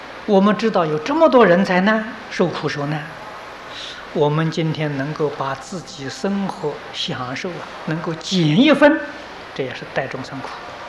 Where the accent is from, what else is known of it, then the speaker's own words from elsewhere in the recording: Taiwan; 今天我们台湾人的生活比大陆同胞生活过得好得太多太多了。